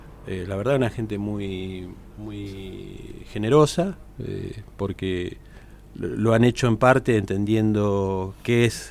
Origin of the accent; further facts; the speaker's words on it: Buenos Aires, Argentina; Yo vengo de Buenos Aires, de una gran ciudad